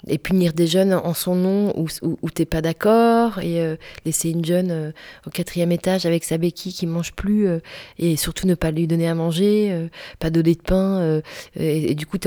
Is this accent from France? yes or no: yes; France; mais attends, je suis française